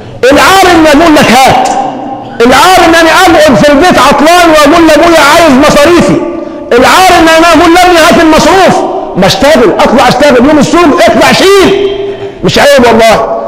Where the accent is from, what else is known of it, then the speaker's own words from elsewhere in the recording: Egypt; ده حل كمصريين، ومن ثم بنجيب